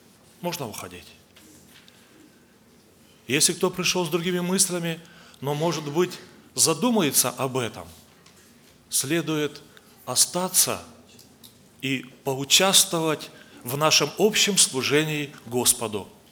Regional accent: Blagoveshchensk, Amur Oblast, Russia; я с Дальнего Востока, город Благовещенск, там мы несем служение. Я в церкви являюсь благовестником, проповедую Слово Божие.

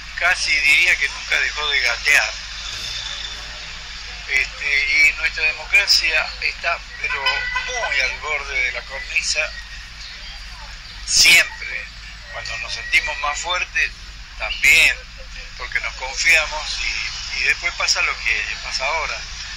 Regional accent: Mendoza, Argentina; moved away; Estoy siempre ligado a Mendoza, por ejemplo, diariamente.

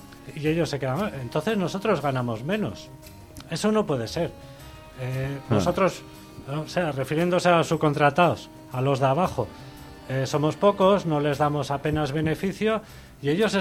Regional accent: San Sebastián, Basque Country, Spain; now in Goierri, Spain; soy de aquí, de Donosti, me he ido a vivir al Goierri

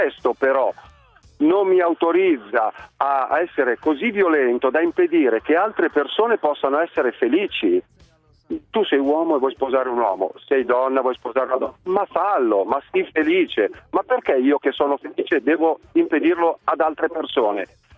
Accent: Milan, Lombardy, Italy; mi fa schifo il risotto con lo zafferano, che sono milanese.

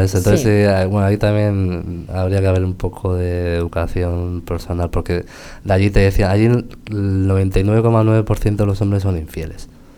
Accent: Basque Country, Spain; está constatado en los papeles que somos los primeros vascos en llegar a la catarata

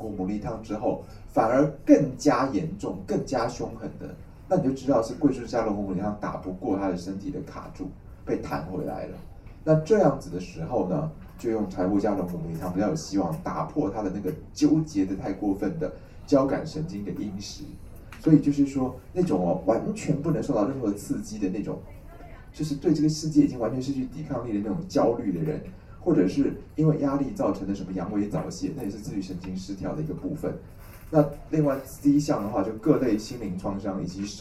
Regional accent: Taiwan; 那我们台湾人就是胆子小

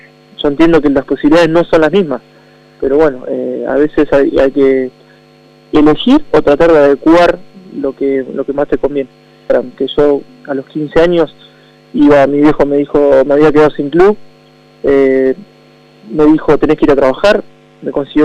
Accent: Argentina; nos nombran a nosotros como argentinos de mucho carácter

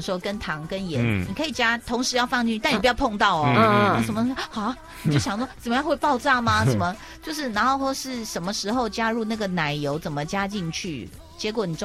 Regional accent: Miaoli, Miaoli County, Taiwan; 我会觉得我小时候在苗栗时候，就是很安静、那也很好。

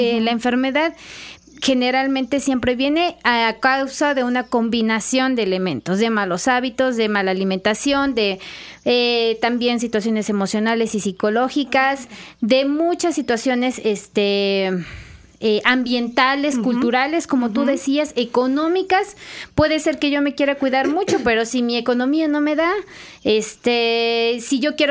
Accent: Veracruz, Mexico; Como latinos, como veracruzanos, sí, ahí está nuestra huellita de que, pues, tenemos

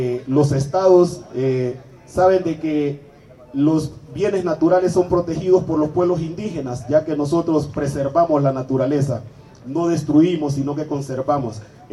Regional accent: Honduras; nosotros como hondureños y que formamos parte de la Organización Fraternal Negra de Honduras, OFRANE

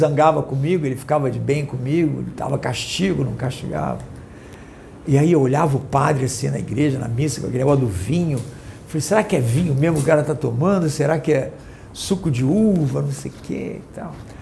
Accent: Rio de Janeiro, Brazil; fui coroinha lá da igreja Nossa Senhora no Leblon. Eu morei, nasci no Leblon, fui criado lá. E fiz primeira comunhão, fiz crisma, aquelas coisas todas, batismo

